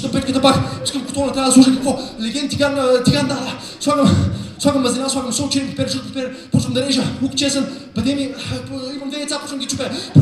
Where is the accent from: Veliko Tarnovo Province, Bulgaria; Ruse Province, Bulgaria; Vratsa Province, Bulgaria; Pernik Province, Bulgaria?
Veliko Tarnovo Province, Bulgaria; Veliko Tarnovo; Аз примерно съм от Велико Търново, връщам се понякога.